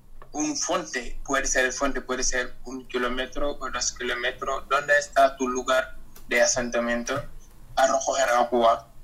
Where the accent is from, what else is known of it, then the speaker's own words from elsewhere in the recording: Senegal; de Senegal